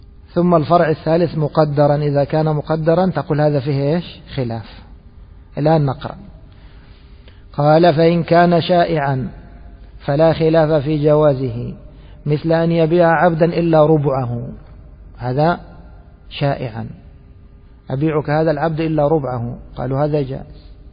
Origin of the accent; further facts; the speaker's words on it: Egypt; وفي عندنا في مصر الكوارع قوائم.